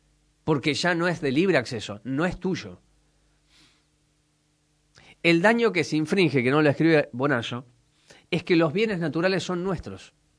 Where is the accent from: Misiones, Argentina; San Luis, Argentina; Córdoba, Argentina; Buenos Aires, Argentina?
Córdoba, Argentina; born there; lo que yo he visto en la provincia en la que nací, en Córdoba.